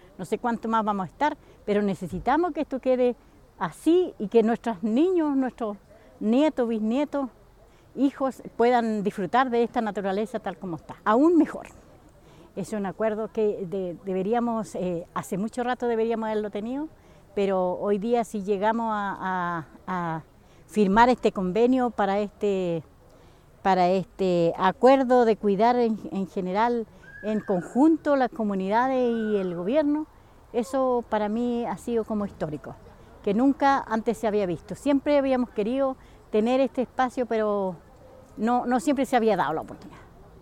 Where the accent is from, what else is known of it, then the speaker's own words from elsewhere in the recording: Reigolil, Araucanía, Chile; soy de Reigolil